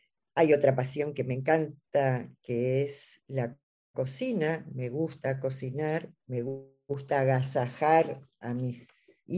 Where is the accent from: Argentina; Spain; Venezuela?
Argentina; soy de Argentina, vivo en Buenos Aires, en la capital